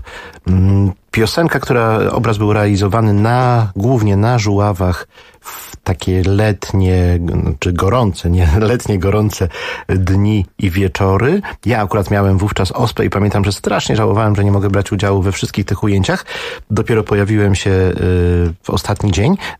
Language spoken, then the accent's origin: Polish; Gdynia, Pomeranian Voivodeship, Poland; A ja jestem prostym chłopakiem z Grabówka i lubię i kocham to, co mam.